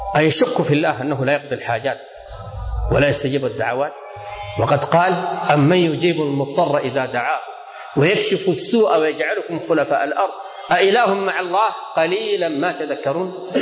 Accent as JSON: {"language": "Arabic", "country": "Sudan", "said": "كلمة وقصة واقعية حصل عندنا في السودان."}